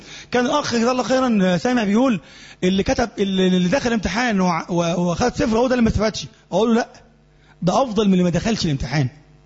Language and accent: Arabic; Egypt; بيكون مثلا ما بين هنا عندنا في مصر وبين الشمس نفسها